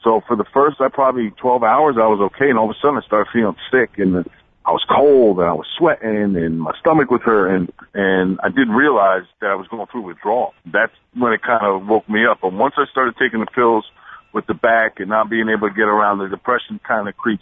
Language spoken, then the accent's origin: English; New Jersey, United States; I'm Jersey. You know what I mean? I'm from New Jersey, so we're not built the same either.